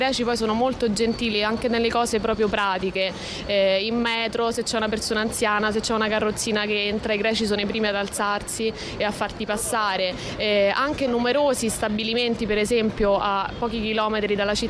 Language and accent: Italian; Rome, Lazio, Italy; moved away as an adult; now in Athens, Greece; Io sono di Roma, mi sono trasferita per amore, diciamo anche un po' per caso, perché il tutto è avvenuto abbastanza rapidamente, e in poco tempo sono diventata cittadina di questa bellissima città.